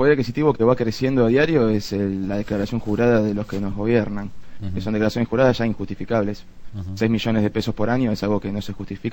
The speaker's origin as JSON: {"language": "Spanish", "country": "Argentina", "said": "Hablando de un país como Argentina, que no es por agrandarnos ni mucho menos, pero históricamente siempre nos hemos caracterizado porque en Latinoamérica teníamos algo que se llamaba clase media"}